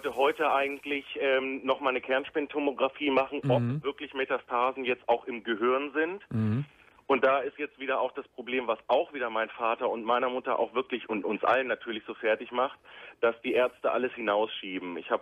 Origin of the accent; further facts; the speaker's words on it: Hanover, Lower Saxony, Germany; wir kommen aus Hannover.